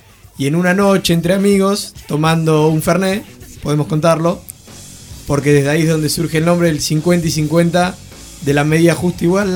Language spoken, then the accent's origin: Spanish; Esquel, Chubut, Argentina; Yo vengo de Esquel, provincia del Chubut